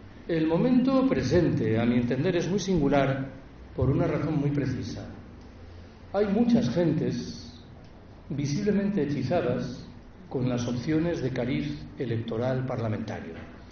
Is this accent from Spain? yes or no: yes; Galicia, Spain; Yo soy gallego. En Galicia esa localidad es Betanzos.